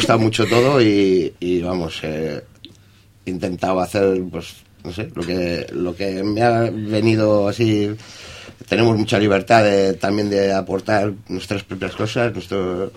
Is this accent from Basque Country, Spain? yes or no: yes; Barakaldo, Basque Country, Spain; Somos de Baracaldo. Somos una cuadrilla de amigos.